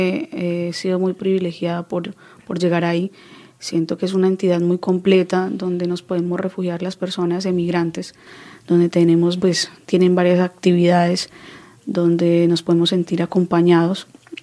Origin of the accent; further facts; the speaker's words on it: Colombia; Yo entiendo que de pronto no podemos ir a Colombia porque realmente pues si yo amo mi vida